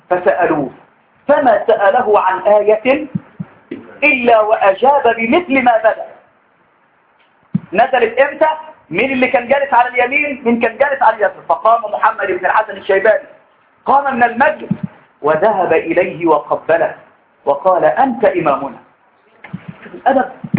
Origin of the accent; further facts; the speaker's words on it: Egypt; بعدين لما رحتوا يعني في بلاد عندنا في مصر لهم لهجات عجيبه